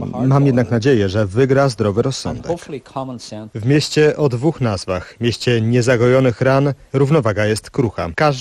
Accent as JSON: {"language": "Polish", "region": "Northern Ireland", "country": "United Kingdom", "tie": "born or raised there", "said": "Jestem z północy. Dorastałem podczas kłopotów."}